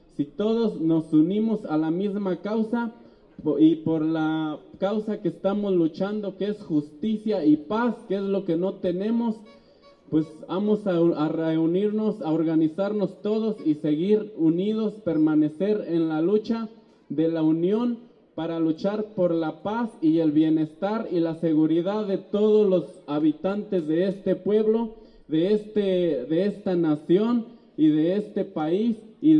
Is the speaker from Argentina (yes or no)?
no; Santa Clara del Cobre, Michoacán, Mexico; Venimos del municipio de Santa Clara del Cobre